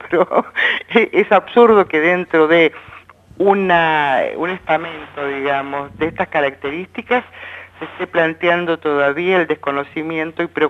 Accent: Argentina; estamos también permitiendo que se nos viola a nosotros como argentinos nuestros derechos constitucionales

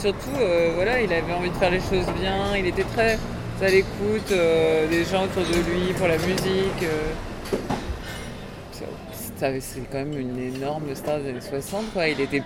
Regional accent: France; accent: French; Je crois que j'ai un petit accent français.

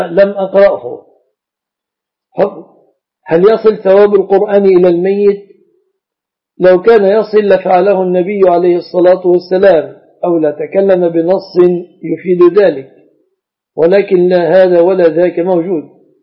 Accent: Egypt; وقائمة العبش في بلادنا مصر من الصداق.

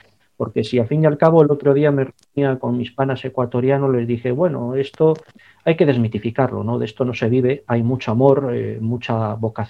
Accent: Basque Country, Spain; Es algo que siempre he tenido muy presente como ciudadano vasco

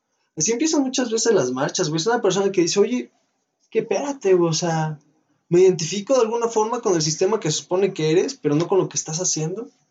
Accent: Mexico; sigo que soy mexicano

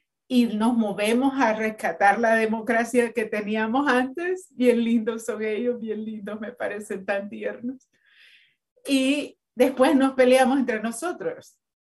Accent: El Salvador; en El Salvador, que yo soy salvadoreña y ahorita estamos en una vorágine que nos está moviendo el piso

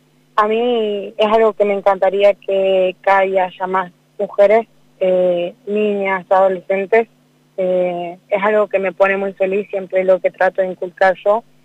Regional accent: Cutral Có, Neuquén, Argentina; now in Cipolletti, Argentina; a formar palabras mientras iba leyendo los carteles de mi ciudad, que soy de Cutralcó. Estoy actualmente en Cipolletti y Río Negro, pero represento el sur y el valle

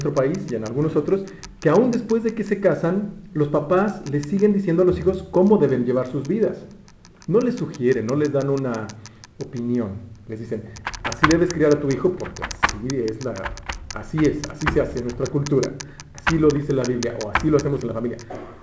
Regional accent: Mexico; Pero nosotros como mexicanos tenemos algún, o sea, por nuestra situación de alimentaria y donde vivimos, sabemos que la palabra chile

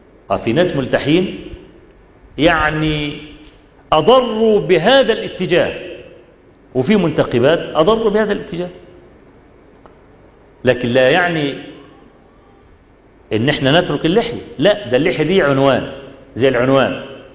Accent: Egypt; أيام زمان في بداية الصحوة عندنا في مصر

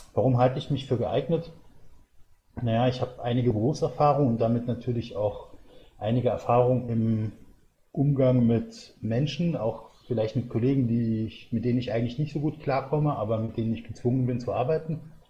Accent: Saarland, Germany; Ich bin 1972 geboren und im Saarland, da wo es in Hunsrück reingeht, also auf dem platten Land sozusagen.

